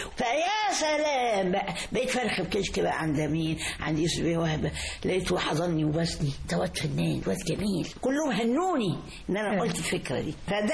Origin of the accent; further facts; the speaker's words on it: Egypt; أنا كنت 62 في المجر كنت شرقية وكنت بقول لهم أنا مصري